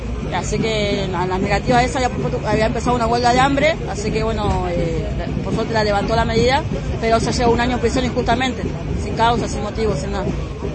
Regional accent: Comodoro Rivadavia, Chubut, Argentina; nosotros somos todos de Comodoro Rivadavia, estamos a varios kilómetros acá

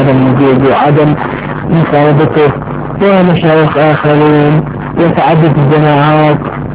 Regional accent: Iraq; أنا من العراق

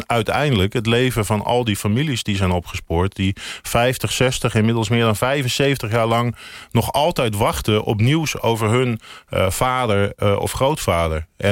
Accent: Amersfoort, Utrecht, Netherlands; born there; En toen ik terugkwam in Amersfoort, waar ik geboren ben, hoorde ik van die Sovjetgraven.

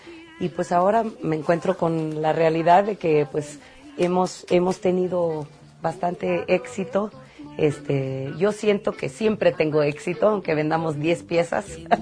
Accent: Oaxaca, Mexico; Yo soy de Oaxaca, entonces las mujeres oaxaqueñas hacen tortillas y se sientan en el mercado

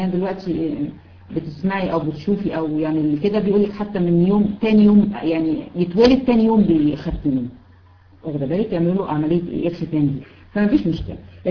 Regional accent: Egypt; احنا طبعا بالنسبة هنا عندنا في مصر بالنسبة للولاد

